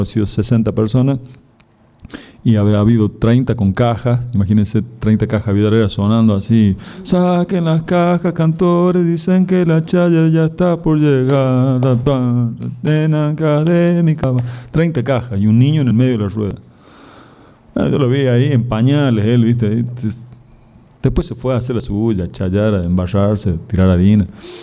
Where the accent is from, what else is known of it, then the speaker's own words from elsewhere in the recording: La Rioja, Argentina; yo soy de La Rioja, nacido en La Rioja capital, me crié allá en La Rioja, en el barrio Facundo Quiroga, uno de los barrios que en esa época era de la periferia de La Rioja. Estaba mi casa y detrás de mi casa una acequia de riego y algarrobales